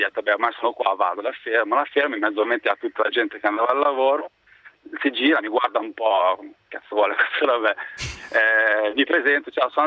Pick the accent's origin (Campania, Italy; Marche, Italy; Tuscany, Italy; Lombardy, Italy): Lombardy, Italy; Rovellasca; Io andavo come tutti i giorni dal mio paese, che è Rovellasca, fino a Milano.